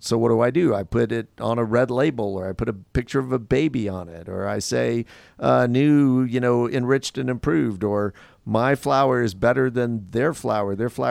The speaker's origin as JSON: {"language": "English", "region": "Louisiana", "country": "United States", "tie": "born there", "said": "I grew up in Louisiana or I didn't grow up there, but I was born there."}